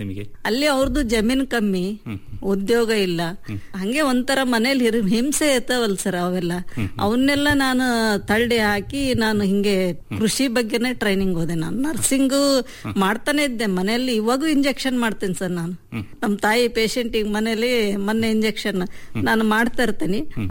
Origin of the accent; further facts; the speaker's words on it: Maravalli, Karnataka, India; born there; ನಾನು ಹುಟ್ಟಿದ್ದು ಶಿಕಾರಿಪುರ ತಾಲೂಕು ಮಾರವಳ್ಳಿ, ಅಲ್ಲಿ ನಮ್ ತಂದೆ ಊರು.